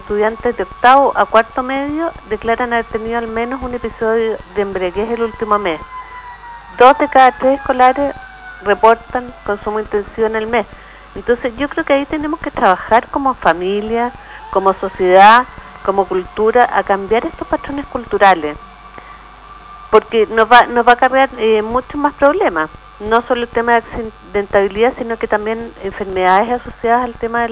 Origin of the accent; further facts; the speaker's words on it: Chile; Todos somos chilenos y todos tenemos que preocuparnos de este problema que tenemos.